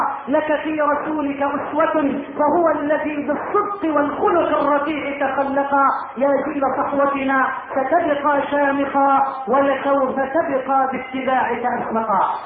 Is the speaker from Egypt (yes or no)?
yes; Egypt; اللهم اجعل بلدنا مصر واحة للامن والامان